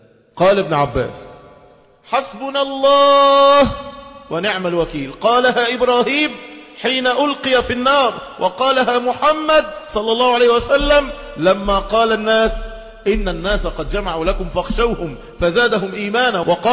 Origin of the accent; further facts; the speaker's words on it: Egypt; ده احنا شرفنا كمصريين